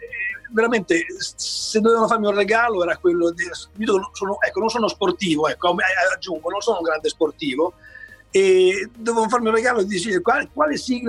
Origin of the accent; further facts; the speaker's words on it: Emilia-Romagna, Italy; essendo un romagnolo, un po' sognatore